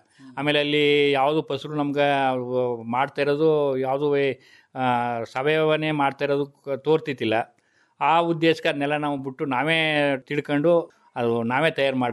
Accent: Padugur, Karnataka, India; ನಾವು 9th class ವಿದ್ಯಾಭ್ಯಾಸ ಮಾಡಿವಿ ಸರ್. ನಮ್ಮ ಪಡುಗೂರಿನಲ್ಲೇ ಓದಿ 9th class ವಿದ್ಯಾಭ್ಯಾಸ ಮಾಡಿ ಪಡುಗೂರು ಮುಗಿದ ಮೇಲೆ

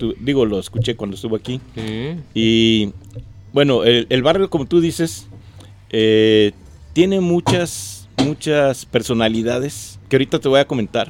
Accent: Guadalajara, Jalisco, Mexico; born there; Yo nací en Aldama 326, casi esquina con Antonio Rosales, que es el barrio de Analco.

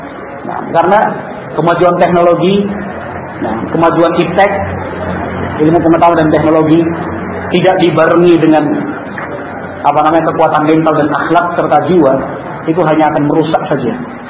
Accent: Java, Indonesia; Kalau kita orang Jawa kan, wun maring-maring den.

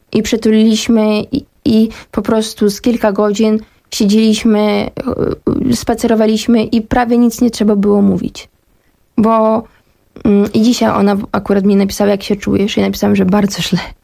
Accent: Kyiv, Ukraine; ja pochodzę z Kijowa i ja pamiętam pierwsze takie, ja miałam dwa strachy wtedy tego pierwszego dnia.

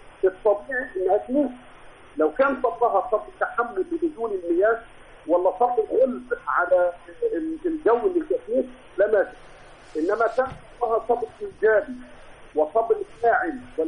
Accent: Egypt; كلنا كمصريين مسلمين مسيحيين كلنا مواطنين كلنا مصريين

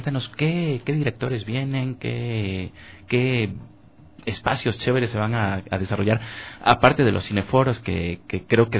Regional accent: Ambato, Tungurahua, Ecuador; Yo soy de Ambato, por eso mencioné el hecho de que vayan a Ambato.

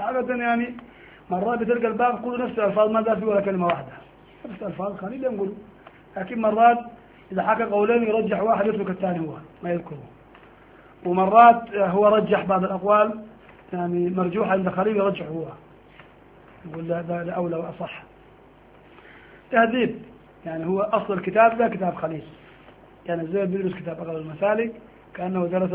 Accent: Sudan; ونحن عندنا في السودان ده المذهب المعروف عند الناس

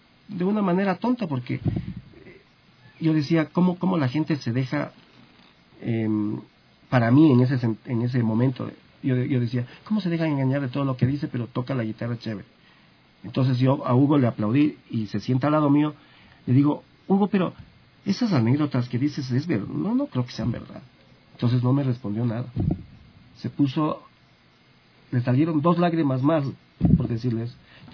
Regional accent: Quito, Pichincha, Ecuador; Yo digo, yo soy de Ecuador, de Quito.

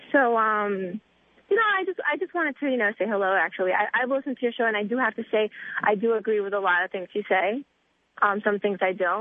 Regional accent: East Coast, United States; now in California, United States; I am living here, but I'm from the East Coast.

